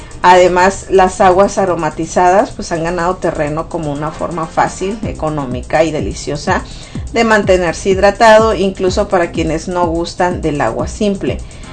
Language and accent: Spanish; Sonora, Mexico; por ejemplo en Sonora, de donde yo soy, ya está totalmente extremo el calor